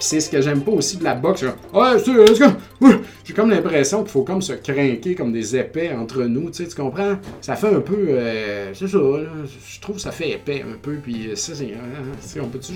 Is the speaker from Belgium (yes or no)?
no; Quebec, Canada; Quand j'étais jeune en Beauce, je me souviens pas que ça a été accessible ou qu'il y ait des cours de boxe ou des affaires.